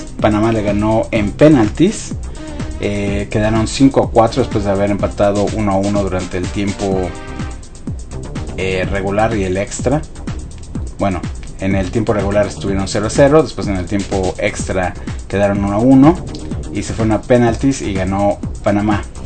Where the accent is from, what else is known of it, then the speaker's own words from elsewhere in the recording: Mexico; que pensamos que somos todos los mexicanos, pero no es así.